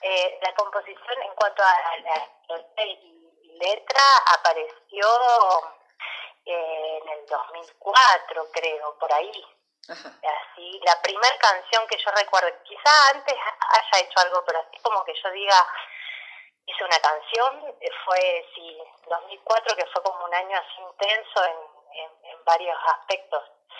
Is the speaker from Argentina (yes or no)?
yes; La Paz, Argentina; yo de chiquita acá viviendo en La Paz, porque yo soy oriunda de acá de La Paz